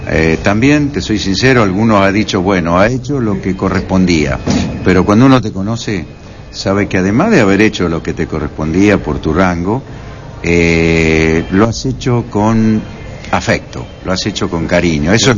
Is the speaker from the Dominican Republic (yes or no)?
no; Argentina; Bueno, yo como argentino te digo que desearía que tu país y el nuestro algún día se sienten a conversar